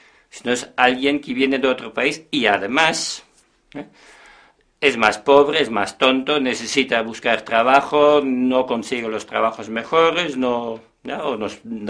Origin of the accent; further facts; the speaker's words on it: Netherlands; moved away as an adult; now in Spain; Yo soy holandés, llevo 20 años en España